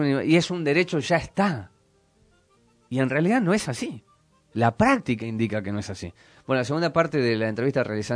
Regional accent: Córdoba, Argentina; moved away as an adult; yo soy cordobés de nacimiento, viví hasta los 25 años.

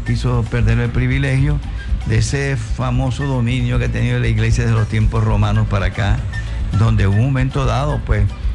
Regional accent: Nueva Esparta, Venezuela; como involucra a Margarita, mi tierra.

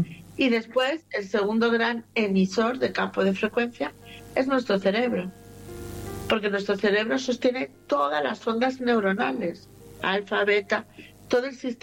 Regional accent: Barcelona, Catalonia, Spain; born there; yo nací en Barcelona, ganara quien ganara, yo ganaba.

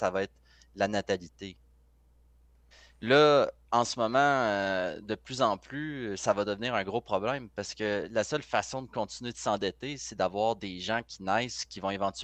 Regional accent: Canada; une majorité supporte de s'appauvrir en tant que Canadien

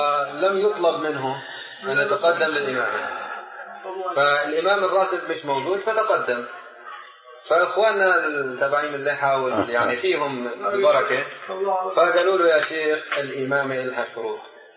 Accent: Jordan; إحنا جايين من الأردن

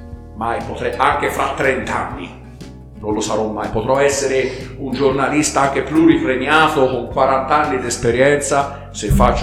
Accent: Montevarchi, Tuscany, Italy; la squadra del mio paese, Montevarchi

